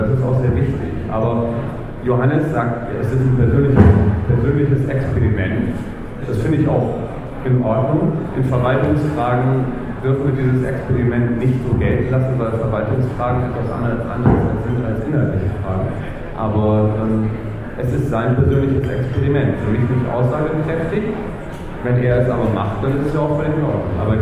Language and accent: German; Bremen, Germany; Ich komme aus Bremen, wir brauchen 10% für den Listenplatz